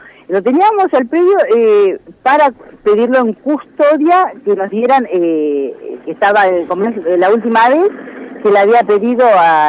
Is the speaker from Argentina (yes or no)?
yes; Argentina; nosotros como argentinos